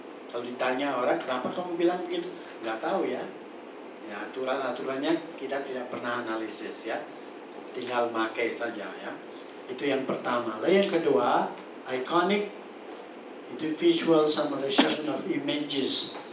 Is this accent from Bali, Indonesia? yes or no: yes; Bali, Indonesia; first language Balinese; Indonesian is a second language; Saya dari Bali, saya bisa berbahasa Bali tapi tidak ngerti kenapa orang bilang seperti itu. Saya bisa berbahasa Indonesia, saya tahu, ya, saya lebih tahu karena saya belajar lebih khusus.